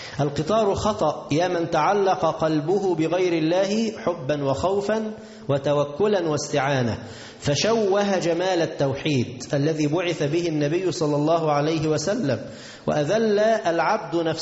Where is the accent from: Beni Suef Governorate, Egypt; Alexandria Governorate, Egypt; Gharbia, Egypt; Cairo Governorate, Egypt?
Gharbia, Egypt; Tanta; عندنا في مصر في طنطا